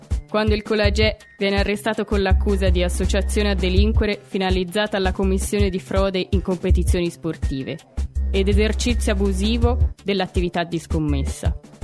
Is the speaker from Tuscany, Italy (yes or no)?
yes; Tuscany, Italy; Io sono toscana.